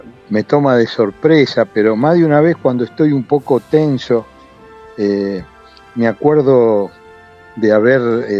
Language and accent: Spanish; Buenos Aires, Argentina; born there; yo nací en Villa Soldatis, en el límite con Pompeya